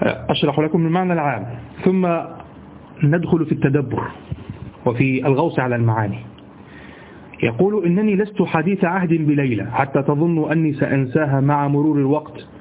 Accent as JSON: {"language": "Arabic", "country": "Egypt", "said": "عندنا في مصر"}